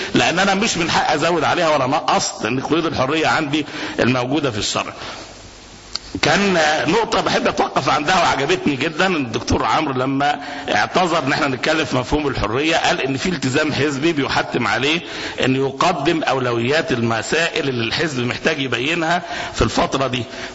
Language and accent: Arabic; Egypt; عندنا في مصر في ممارسات